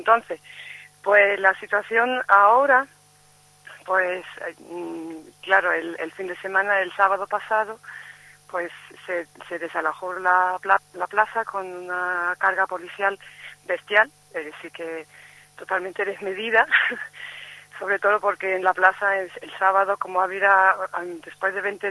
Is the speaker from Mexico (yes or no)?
no; Turkey; Spanish is a second language; yo he estado viviendo 5 años ahí y soy turco.